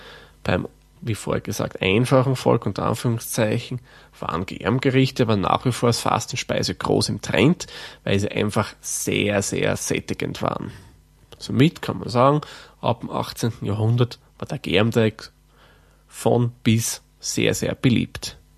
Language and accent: German; Lower Austria, Austria; Den Begriff Wuchteln kenne ich persönlich auch von meiner Heimat, also meiner eigentlichen Heimat im Waldviertel.